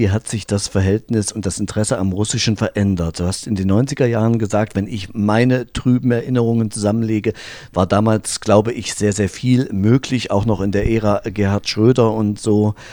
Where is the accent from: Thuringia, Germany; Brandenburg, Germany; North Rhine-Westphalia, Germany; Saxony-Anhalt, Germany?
Thuringia, Germany; Erfurt; born there; Ich bin auch in Erfurt geboren, das ist ja ein Ding.